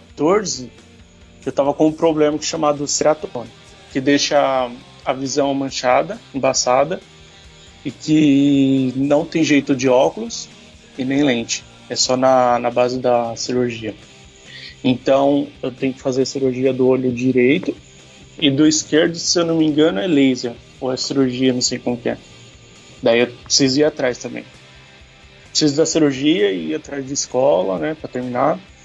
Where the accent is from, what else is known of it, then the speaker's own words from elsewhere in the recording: São Paulo, Brazil; born there; now in São Vicente, Brazil; São Vicente. Mas nasci em São Paulo, né? Capital.